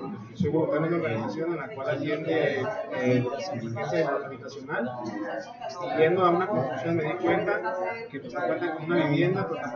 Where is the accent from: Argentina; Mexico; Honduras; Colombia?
Mexico; Jalisco; vengo de Jalisco, yo estoy en terapia.